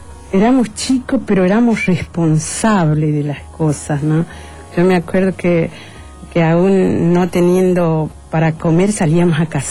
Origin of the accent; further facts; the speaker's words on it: Santiago del Estero, Argentina; born there; En Santiago del Estero.